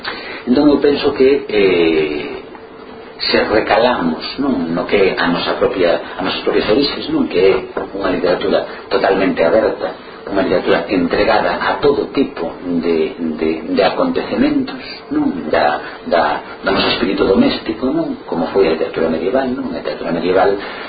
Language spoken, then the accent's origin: Galician; Galicia, Spain